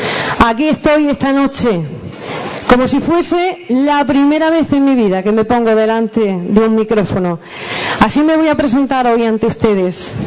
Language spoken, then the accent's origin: Spanish; Ubrique, Andalusia, Spain; He de confesarles que acogí con muchísimo, mucho miedo pregonar las fiestas de mi pueblo, porque es un honor, un gran honor que no esperaba recibir en mi vida.